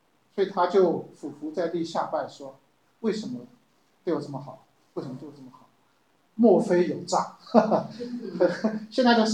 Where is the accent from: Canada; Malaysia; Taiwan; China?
Taiwan; Taipei; 我记得我们小时候也住在这个附近啊，南机场这边，我们在眷村里头。